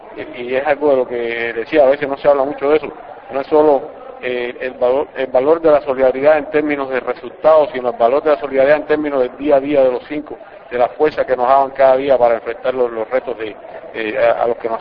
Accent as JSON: {"language": "Spanish", "country": "Cuba", "said": "somos muchos los cubanos que no permitiríamos o que lucharíamos para que eso no ocurra"}